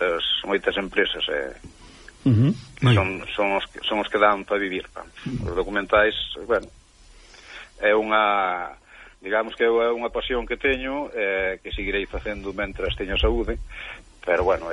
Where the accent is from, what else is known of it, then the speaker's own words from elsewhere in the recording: Chantada, Galicia, Spain; é o primeiro que digo son de Chantada